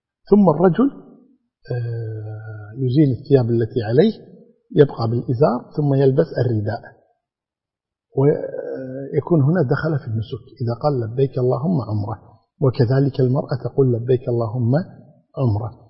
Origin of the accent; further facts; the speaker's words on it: Kuwait; يبدأ الإنسان هذا الأمر عندنا في الكويت كمثال، عندما نخرج في الطائرة